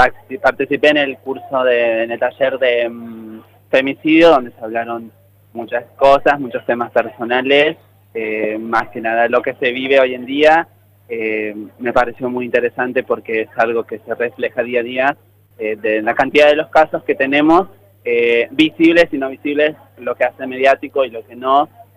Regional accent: Córdoba, Argentina; yo soy de Córdoba

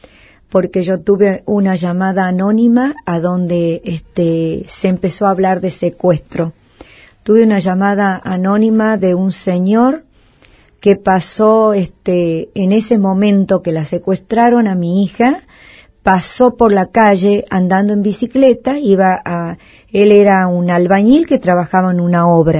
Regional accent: Bella Vista, Tucumán, Argentina; born there; del pueblo donde yo nací, que es a 20 kilómetros de la capital de Tucumán, que se llama Bellavista.

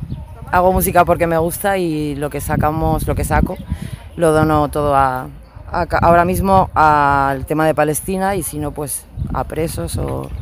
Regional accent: León, Castile and León, Spain; vengo de León.

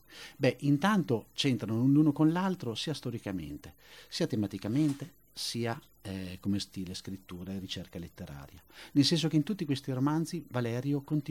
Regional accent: Bologna, Emilia-Romagna, Italy; vengo da Bologna

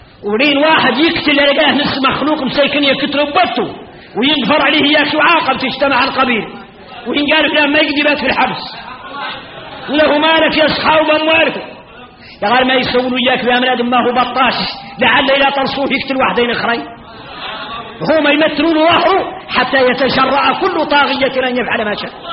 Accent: Mauritania; احنا موريتاني فينا الغرائب والعجائب

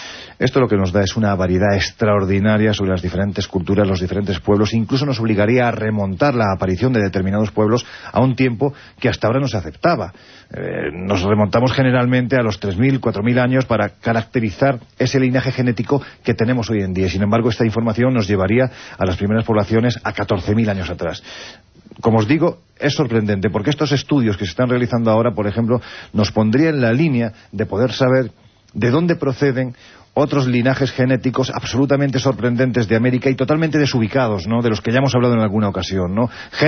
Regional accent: Andalusia, Spain; Oye, yo siempre digo que soy andaluz sin gracia

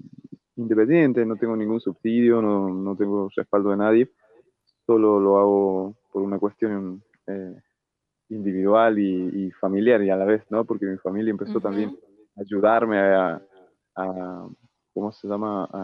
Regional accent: Encón, San Juan, Argentina; Yo nací en Encón, un pueblito de acá, ahí pasando las trancas ahí el límite de San Luis, San Juan. No sé, unos 50 kilómetros para adentro. Un pueblito así debe tener 200 o 300 personas. Y es parte de las comunidades huarpes

